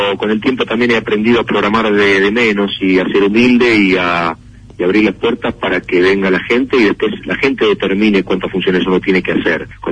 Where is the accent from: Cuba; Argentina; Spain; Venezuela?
Argentina; es lo mejor que te puede pasar siendo argentino, porque hay un código entre nosotros que entendemos